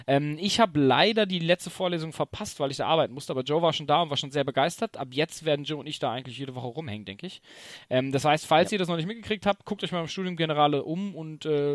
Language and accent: German; Tübingen, Baden-Württemberg, Germany; aber wir kommen ja aus Tübingen